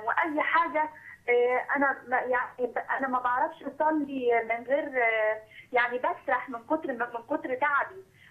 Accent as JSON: {"language": "Arabic", "town": "Alexandria", "region": "Alexandria Governorate", "country": "Egypt", "said": "انا من اسكندريه"}